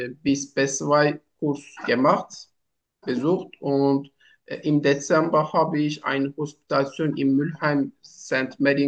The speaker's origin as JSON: {"language": "German", "country": "Turkey", "second_language": "German", "said": "Ich komme aus der Türkei. Ich bin 34 Jahre alt."}